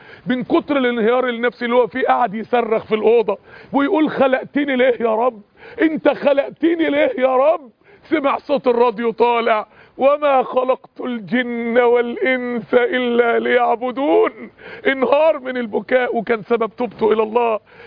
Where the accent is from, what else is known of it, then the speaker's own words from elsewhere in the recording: Mansoura, Dakahlia, Egypt; يعني احد الشباب عندنا في المنصورة